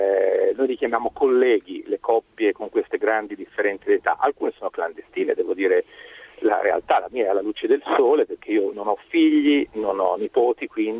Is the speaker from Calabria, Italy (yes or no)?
no; Emilia-Romagna, Italy; now in Florence, Italy; siamo tutti e due italiani, siamo di Firenze, della stessa città, lei è nata qui, io sono emiliano, ma trasferito qui da 35 anni.